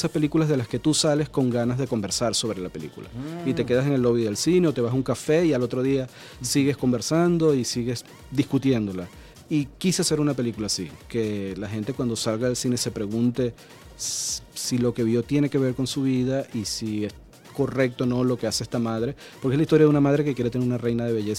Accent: Maracaibo, Zulia, Venezuela; Aunque yo soy de Maracaibo y algunos me reclamaban que porque no la iba a filmar allá

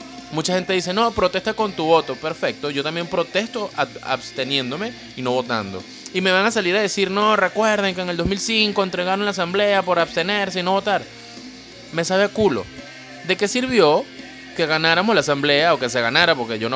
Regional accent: Venezuela; no por eso soy menos venezolano que tú

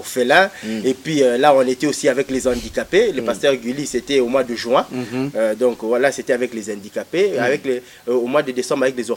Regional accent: DR Congo; l'argent reste dans notre circuit à nous en tant que Congolais

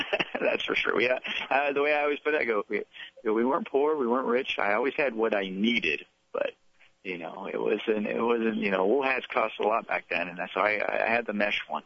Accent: Los Angeles, California, United States; But at the same time, I grew up in Los Angeles, and to me, just you know, that was the first place I went to go see a baseball game.

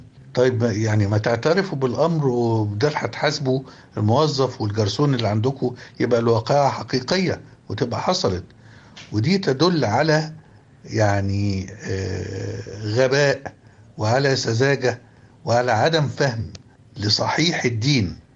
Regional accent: Egypt; النبل ده والجمال والتسامح والمحبة اللي في العلاقة بينا كمصريين

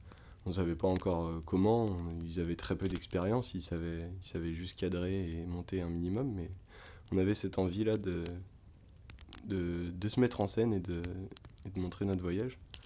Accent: Auvergne-Rhône-Alpes, France; alors que nous, on vient du Beaujolais, donc le Jura, c'est pas très loin, c'est 1 heure de route, 2 heures de route.

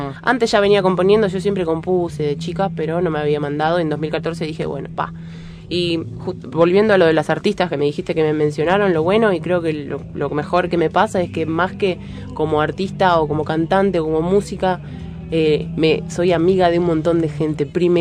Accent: Pilar, Buenos Aires Province, Argentina; now in Buenos Aires, Argentina; Soy de Pilar, sí.

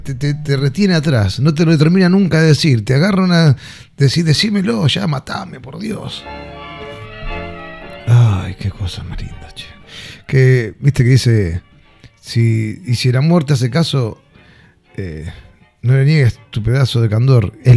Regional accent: Lanús, Buenos Aires Province, Argentina; Yo soy de Lanús, ¿viste? Yo estoy para otro lado, soy para el sur.

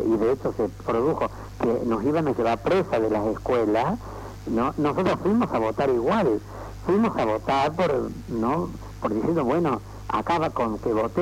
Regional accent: Salta, Argentina; Yo soy salteño.

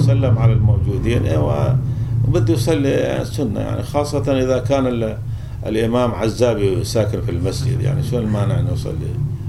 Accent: Syria; في ناس عندنا في سوريا حتى هنا

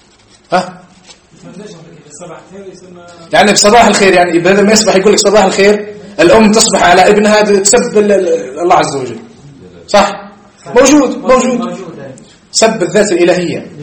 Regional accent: Algeria; لكن احنا عندنا في الجزائر

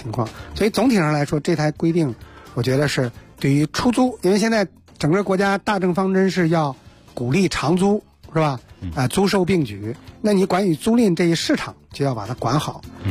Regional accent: Hebei, China; 现在我们像我们老家河北省基本上就是二分地

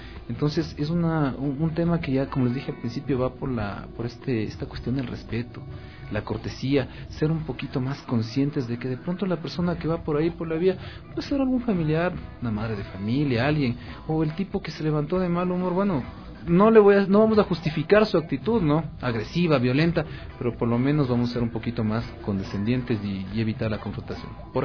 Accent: Ecuador; Y justamente como buen ecuatoriano, yo llegaba a la esquina

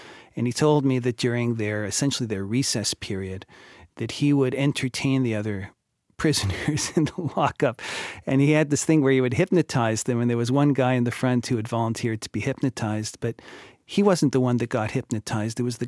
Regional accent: Montreal, Quebec, Canada; I grew up in Montreal

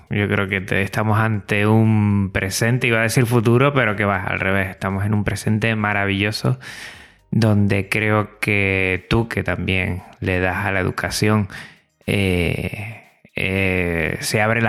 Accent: Tenerife, Canary Islands, Spain; Exacto, yo soy de Tenerife, pero yo me voy a la otra isla y nos vemos allí.

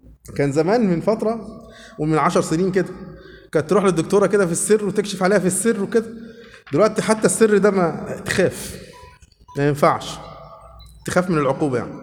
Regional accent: Suez, Suez Governorate, Egypt; born there; also born or lived in Upper Egypt; انا مواليد في السويس، لكن هناك في الصعيد عملوا مولد انا وولاد خالتي

